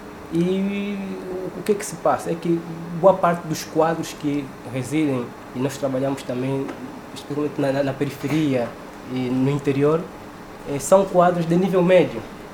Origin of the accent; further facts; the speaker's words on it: Angola; que estamos a receber nós como angolanos